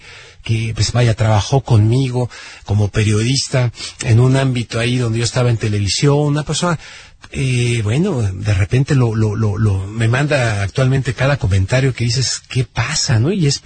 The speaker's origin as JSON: {"language": "Spanish", "country": "Mexico", "said": "Nosotros como mexicanos, en este caso, como salvadoreños o como hondureños o como lo que sea"}